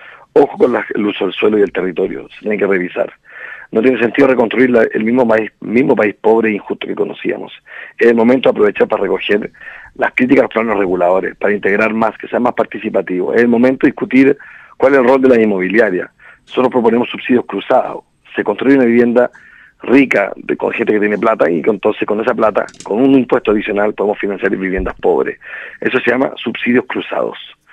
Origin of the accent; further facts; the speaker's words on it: Chile; Somos chilenos todos los que hemos nacido en territorio chileno